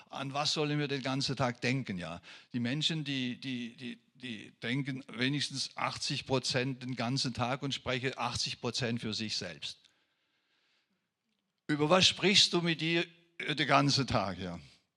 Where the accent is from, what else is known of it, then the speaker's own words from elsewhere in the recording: France; first language French; German is a second language; Als Franzose hat mich das immer so gestört, warum sagen sie Buße hier?